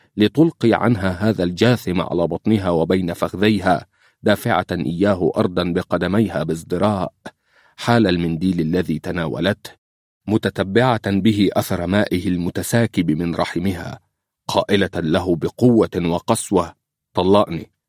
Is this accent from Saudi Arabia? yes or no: no; Libya; ويمكن عندنا مشاكل لكن عندنا في ليبيا من يصدها ويقاوم الظلم